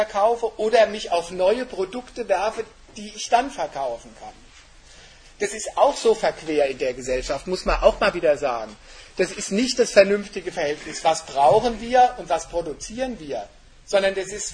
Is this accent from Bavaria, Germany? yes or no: no; Frankfurt, Hesse, Germany; Also die ganzen Hochhäuser in Frankfurt, wo ich herkomme, hat ja keiner von uns gekauft.